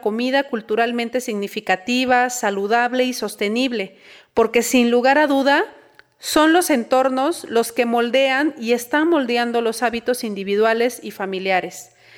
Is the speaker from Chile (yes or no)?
no; Mexico; somos los mexicanos los mayores consumidores de comida chatarra y bebidas azucaradas en América Latina